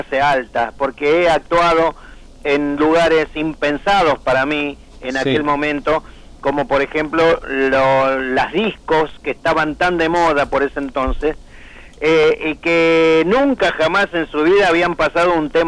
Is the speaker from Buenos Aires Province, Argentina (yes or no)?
no; Salta, Argentina; born there; mucha gente me dice, creía que yo era cordobés, pero no, nací en Salta.